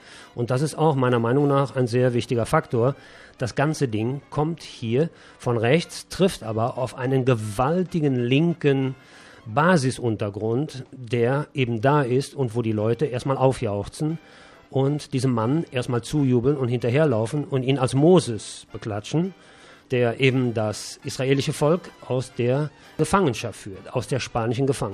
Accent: Germany; Und wir als Deutsche wissen natürlich vielleicht ein bisschen mehr, als vielleicht andere Nationen über dieses Thema.

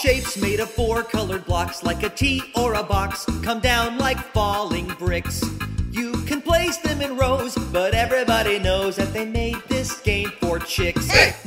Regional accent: Brazil; Eu sou do Brasil.

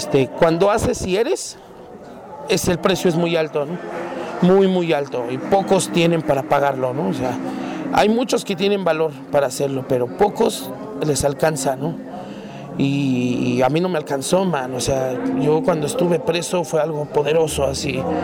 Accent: Zumpango, State of Mexico, Mexico; viene la canción de Zumpango, cuando encontré mi pueblo igual, cuando logré estar un mes sin salir de mi pueblo, encontré que hay una laguna hermosa

